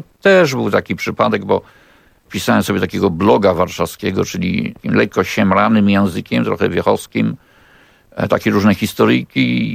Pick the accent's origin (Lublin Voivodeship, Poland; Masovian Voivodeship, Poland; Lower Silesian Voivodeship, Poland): Masovian Voivodeship, Poland; Warsaw; bo jestem warszawiakiem w czwartym pokoleniu